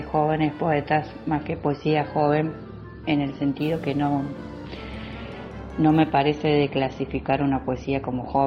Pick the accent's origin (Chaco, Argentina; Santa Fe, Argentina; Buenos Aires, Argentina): Santa Fe, Argentina; de Santa Fe.